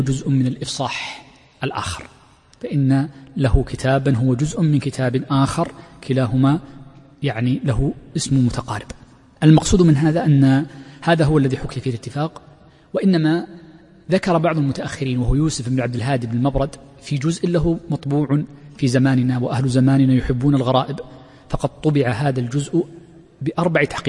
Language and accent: Arabic; Saudi Arabia; وفي لهجتنا الدارجة عند كثير من مناطق في المملكة يكسرون الهمز، وهي لغة عربية فصيحة.